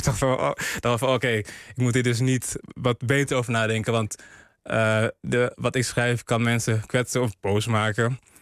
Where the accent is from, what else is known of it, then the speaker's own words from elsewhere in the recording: Ghana; die man kwam mij voor als een Surinaamse man. Ik was Ghanees.